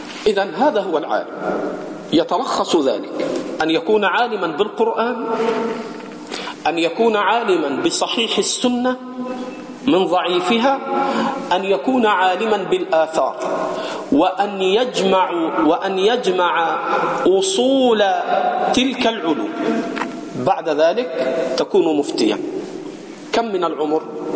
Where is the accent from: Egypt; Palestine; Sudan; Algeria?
Egypt; عندنا في مصر بيقولوا الجمل طلع النخلة